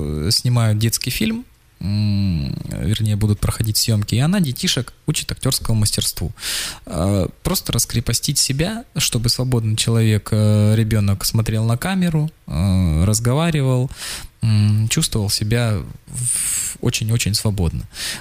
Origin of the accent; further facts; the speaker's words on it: Khakassia, Russia; Но я сам из Хакасии. Нигде такого разнотравия нет, как в хакасских степях